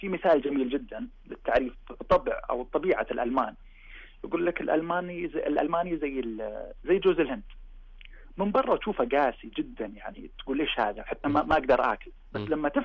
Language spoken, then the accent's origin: Arabic; Saudi Arabia; بديت أطبق نفس التطبيق اللي جيت فيه من السعودية، لأن أنا نجحت في السعودية